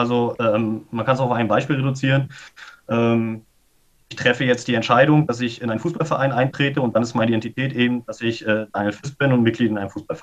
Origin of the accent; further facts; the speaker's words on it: Rostock, Mecklenburg-Vorpommern, Germany; die zentralste Bindung habe ich natürlich an meine Region Rostock, ja, weil ich halt hier aufgewachsen bin. Aber genauso bin ich ja auch Deutscher, weil ich die deutsche Sprache spreche